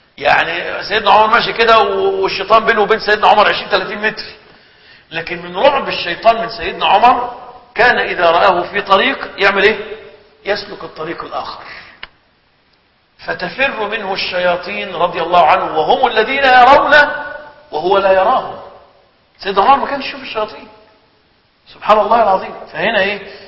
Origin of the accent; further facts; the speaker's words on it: Egypt; عندنا في مصر في بعض الأحيان يعملوا حملات على الدجالين